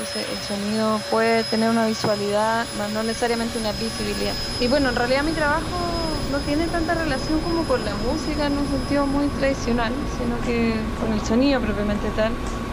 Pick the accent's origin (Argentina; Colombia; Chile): Chile; soy artista sonora chilena.